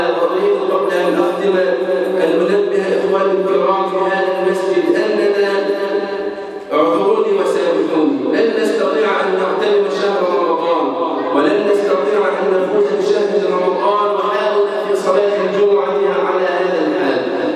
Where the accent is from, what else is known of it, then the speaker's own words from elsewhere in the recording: Egypt; اللهم اجعل بلدنا مصر امنا امانا سخاء رخاء